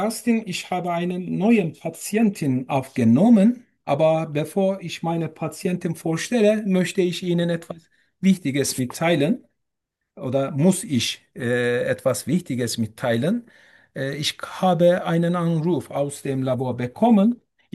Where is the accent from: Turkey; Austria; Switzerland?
Turkey; German is a second language; moved away as an adult; now in Germany; ich komme aus der Türkei. Ich bin 41 Jahre alt und lebe mehr als 2,5 Jahre in Deutschland. Seit mehr als 2,5 Jahren in Deutschland. Ich habe in Deutschland Deutsch gelernt